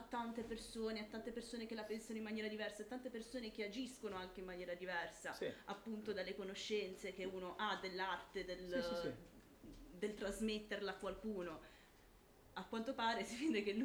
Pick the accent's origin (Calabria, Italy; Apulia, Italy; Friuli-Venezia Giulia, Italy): Apulia, Italy; moved away; perché sono anch'io pugliese